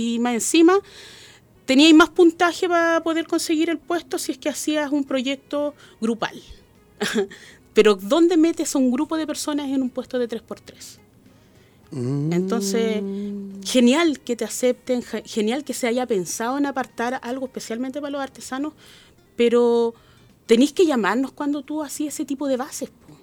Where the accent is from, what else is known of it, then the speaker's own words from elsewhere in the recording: Arica, Arica y Parinacota, Chile; yo soy de Arica, ¿ya?